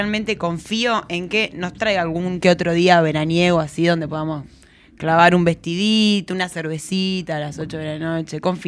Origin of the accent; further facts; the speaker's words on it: Santa Fe, Argentina; Yo soy de Santa Fe.